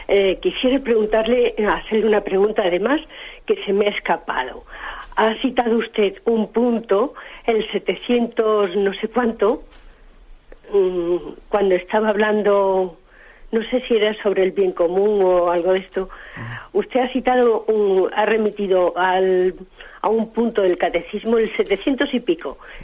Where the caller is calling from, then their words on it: Madrid, Community of Madrid, Spain; de Madrid.